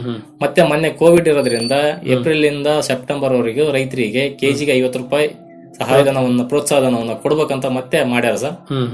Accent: Ampapattana, Karnataka, India; ನಮ್ಮೂರಲ್ಲಿ ಇಡೀ ಊರಲ್ಲಿ ಸೇರಿ 6 ಜನ ಇದ್ವಿ ಸರ್. ನಾವು ಇಡೀ ಅಂಪಾಪಟ್ಟಣದಲ್ಲಿ 6 ಜನ ಇದ್ವಿ ರೇಷ್ಮೆ ಬೆಳೆಗಾರರು.

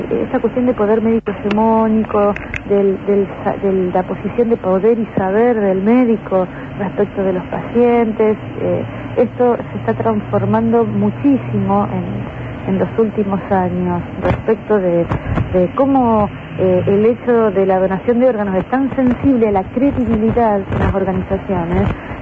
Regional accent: Argentina; El problema es que como argentinos en este contexto social estamos perdiendo la credibilidad

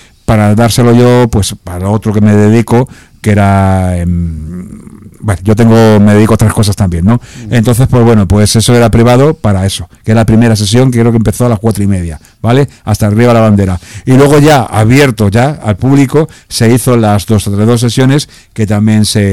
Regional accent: Villaverde, Community of Madrid, Spain; que nosotros somos curritos, somos de Villaverde y somos humildes, ¿sabes?

